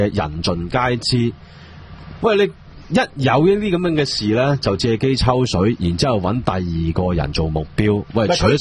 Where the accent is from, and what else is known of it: Hong Kong